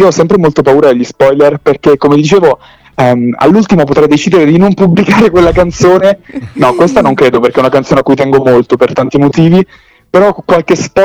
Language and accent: Italian; Milan, Lombardy, Italy; also born or lived in Salerno, Italy; avevo 3 anni quando sono salito a Milano, quindi in realtà Salerno la vivo d'estate quando scendo dai miei nonni, dai miei parenti, però ho vissuto molto più Milano e l'Interland di Salerno.